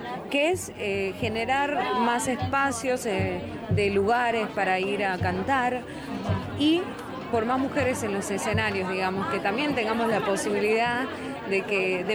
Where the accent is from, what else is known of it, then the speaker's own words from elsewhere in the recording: Salta, Argentina; soy de Salta Capital